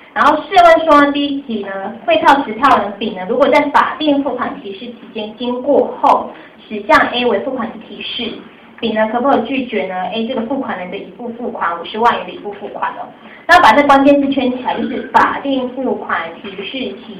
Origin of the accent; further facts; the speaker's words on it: Taichung, Taiwan; accent: Taichung; 因为我台中人啊，当然会有台中腔啊